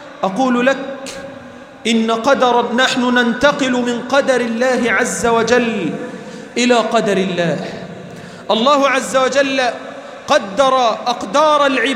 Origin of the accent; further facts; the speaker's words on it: Egypt; اللهم اجعل بلدنا مصر أمناً أمانًا